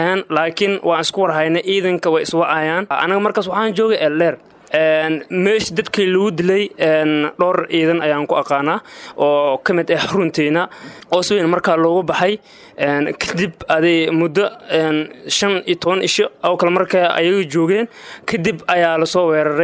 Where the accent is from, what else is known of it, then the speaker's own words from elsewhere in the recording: Mogadishu, Banaadir, Somalia; waxaan ka imid magaalada Muqdisho gaar ahaan eelasha biyaha Arbow